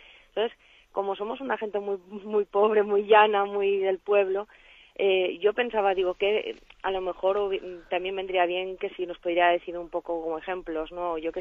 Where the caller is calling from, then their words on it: Valencia, Valencian Community, Spain; de Valencia.